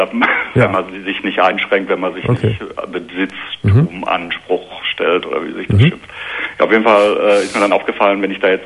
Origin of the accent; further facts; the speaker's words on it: Hamm, North Rhine-Westphalia, Germany; Ich komme aus Hamm in Westfalen.